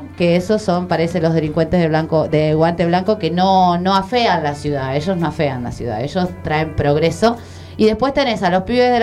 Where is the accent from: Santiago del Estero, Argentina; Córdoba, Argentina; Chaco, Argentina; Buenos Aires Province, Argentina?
Buenos Aires Province, Argentina; yo que vengo de esos pavos de Zona Norte.